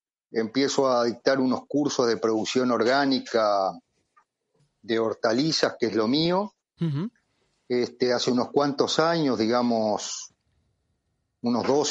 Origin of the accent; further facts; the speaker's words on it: Paysandú, Uruguay; now in Montevideo, Uruguay; yo soy un uruguayo, un oriental, nacido en el interior, en el departamento de Paysandú, una ciudad de aproximadamente unos 70-80 mil habitantes, que se viene a estudiar agronomía a Montevideo